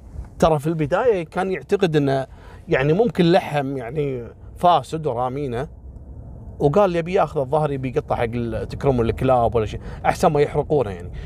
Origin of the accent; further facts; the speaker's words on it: Kuwait; ان مثل هالسوالف هذه عندنا في الكويت كثيرة